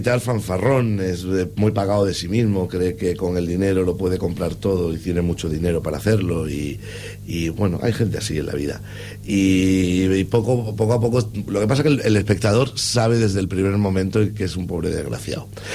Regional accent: Andalusia, Spain; yo soy de Andalucía y podría decir que la Feria de Málaga, que es maravillosa

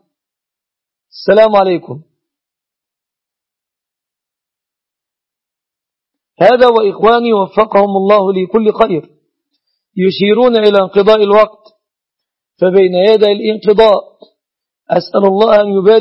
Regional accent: Egypt

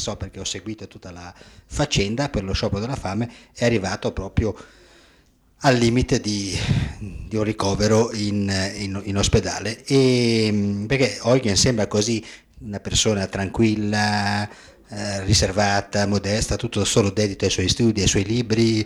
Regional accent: Albenga, Liguria, Italy; born there; io sono italiano, sono nato ad Albenga, in provincia di Savona, sono ligure, no? Sono un compaesano di Mazzini e di Garibaldi

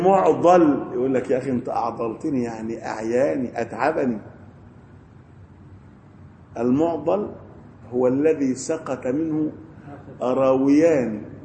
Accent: Egypt; احنا عندنا في مصر قبر في بني شويف

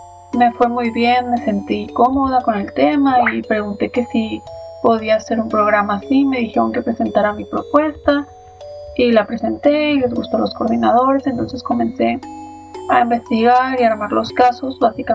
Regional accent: Tijuana, Baja California, Mexico; soy originaria de Tijuana.

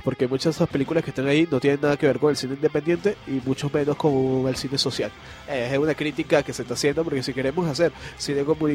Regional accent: Caracas, Capital District, Venezuela; yo soy de Caracas, hostia, tío

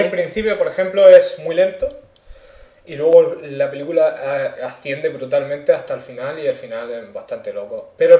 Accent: Mula, Region of Murcia, Spain; born or raised there

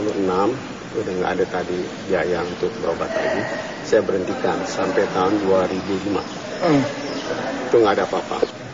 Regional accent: Jakarta, Indonesia; Ya. Saya orang Betawi atau Jakarta.

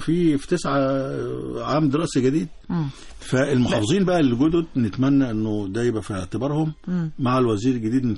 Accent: Egypt; عندنا في مصر 62,000 مدرسة رقم خرافة 62,000 مدرسة

